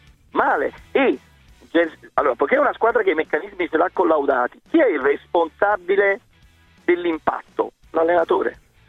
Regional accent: Naples, Campania, Italy; Io sono napoletano, tifosissimo del Napoli

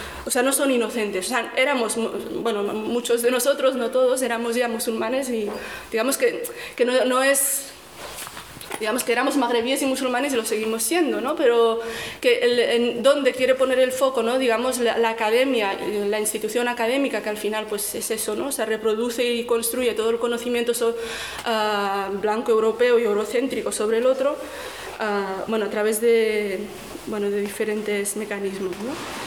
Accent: Rif, Morocco; colonialismo español en Marruecos, porque soy rifeña

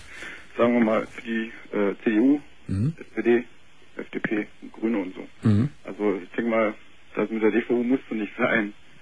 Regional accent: Berlin, Germany; also ich komme aus Berlin und wohne jetzt woanders halt, kleinerem Städtchen.

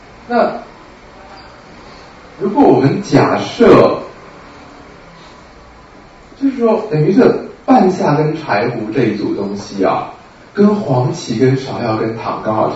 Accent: Guangdong, China; 像我们广东人很喜欢两个村庄械斗啊

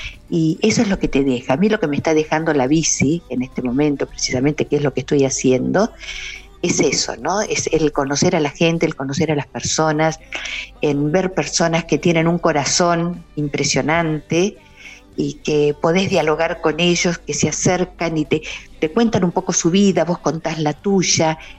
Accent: Ingeniero Huergo, Río Negro, Argentina; yo nací en Huergo, en una localidad que está aquí a 20, 15 kilómetros. Entonces, si recuerdo mi infancia, recuerdo esa calle que estaba

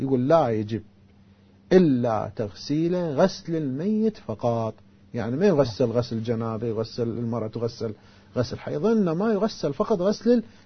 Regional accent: Karbala, Karbala Governorate, Iraq; يعني مثلا هسه الآن احنا متعارف عندنا في كربلاء

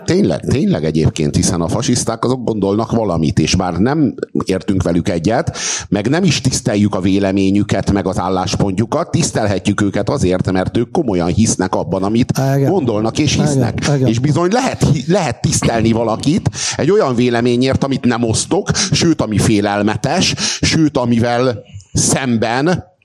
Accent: Hungary; Bazd meg, magyar vagyok!

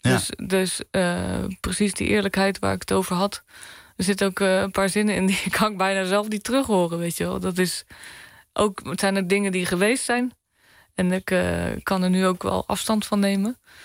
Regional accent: Bleiswijk, South Holland, Netherlands; ik ben opgegroeid in Bluiswijk, vlakbij Den Haag, weet je.

